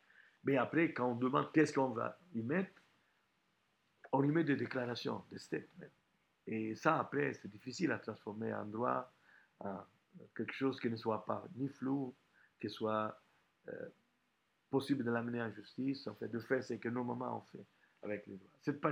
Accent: Italy; French is a second language; en tant qu'Italien

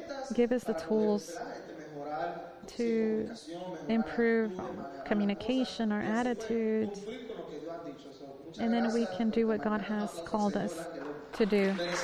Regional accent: New York, United States; Me, I was raised in New York. I come from the world, from the street.

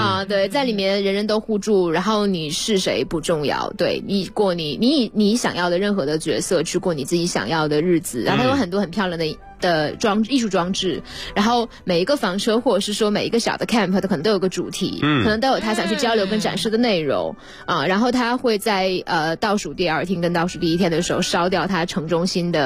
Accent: Northeast China, China; 我是东北人，东北米也很好

